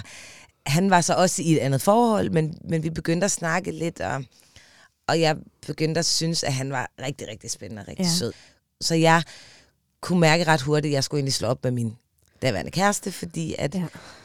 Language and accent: Danish; Aarhus, Central Denmark Region, Denmark; moved away as an adult; jeg er fra Aarhus. Og har ligesom haft hele mit ungdomsliv i Aarhus, og beslutter mig så for, som 20-årig, at jeg vil til København.